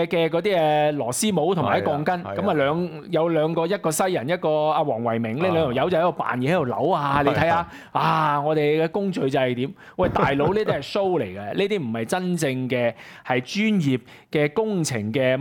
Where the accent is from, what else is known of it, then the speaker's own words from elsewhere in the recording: Hong Kong; 即係我哋香港人啲血汗錢